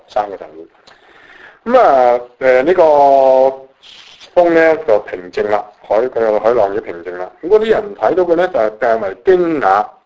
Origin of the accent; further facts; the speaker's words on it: China; 即系我哋中国人讲系无师咩无师显见师啊